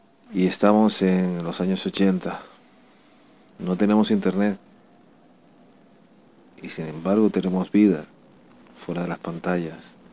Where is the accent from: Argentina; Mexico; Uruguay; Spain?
Spain; Con una radio que no se actualiza en mi país, España